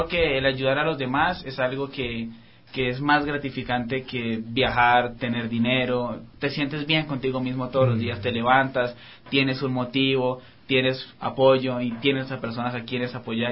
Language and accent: Spanish; Colombia; Bueno, yo soy de Colombia, sí, tengo 22 años